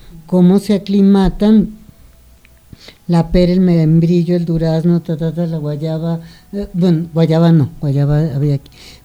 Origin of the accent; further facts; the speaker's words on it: Mexico; esta región es una región casi fundacional de nuestra identidad, sí, como mexicano